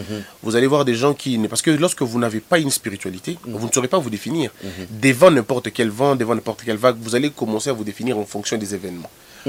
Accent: Mbandaka, Équateur, DR Congo; also born or lived in Goma; moi, je viens de Mbandaka. Je suis né à Goma. Mm. J'ai grandi à l'Équateur mm. avec mon père, parce qu'il était, quoi, il est équatorien.

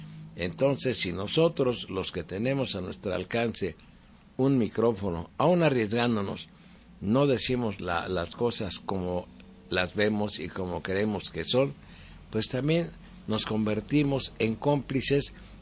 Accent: Mexico; Los únicos que podemos cambiar este país somos los mexicanos

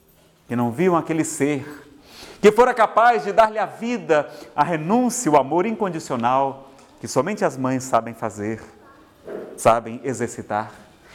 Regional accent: Ceará, Brazil; Eu, como sou do Ceará, vou para umas paragens diferentes

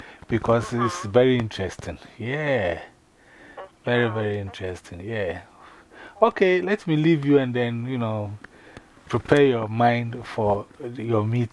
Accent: Ghana; most of the time when I say I'm from Ghana, they say, oh, South America.

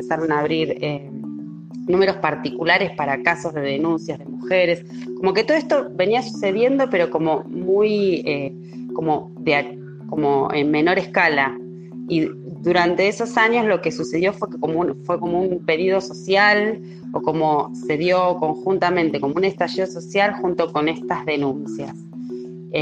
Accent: Argentina; soy argentina, vivo en Buenos Aires y trabajo hace muchos años en centros comunitarios de acá del conurbano bonaerense.

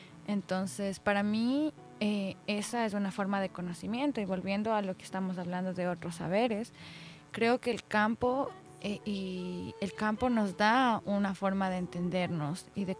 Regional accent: Quito, Pichincha, Ecuador; Y yo misma me he olvidado muchas veces creciendo en Quito.

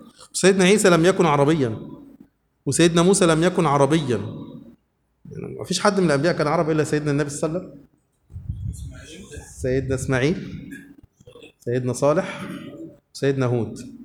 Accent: Upper Egypt, Egypt; اللي إحنا بنسمي عندنا في الصعيد الموز صابع موز

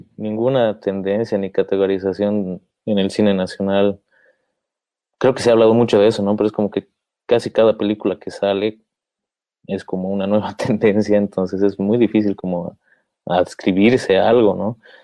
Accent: Bolivia; es nuestra relación con las imágenes como bolivianos

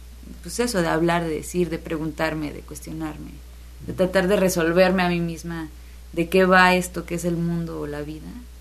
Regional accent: Xalapa, Veracruz, Mexico; que yo soy muy fan de Jalapa, o sea, es mi ciudad y además la presumo por todos lados porque me gusta muchísimo.

